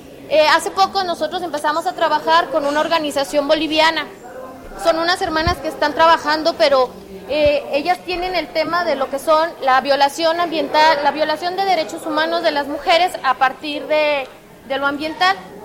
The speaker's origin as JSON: {"language": "Spanish", "region": "Zacatecas", "country": "Mexico", "said": "vengo de Zacatecas."}